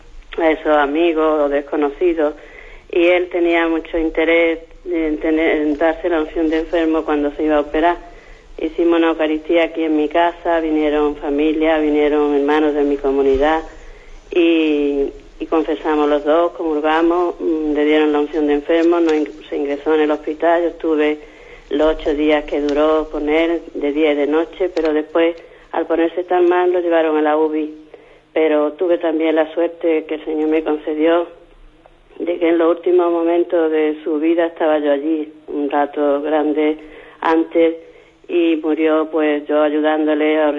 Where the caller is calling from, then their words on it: Málaga, Andalusia, Spain; de Málaga.